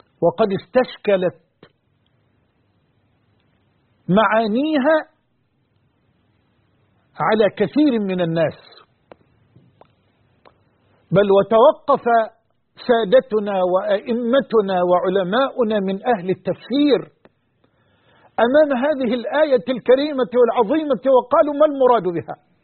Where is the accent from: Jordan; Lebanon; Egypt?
Egypt; وعن بلدنا مصر وجميع بلاد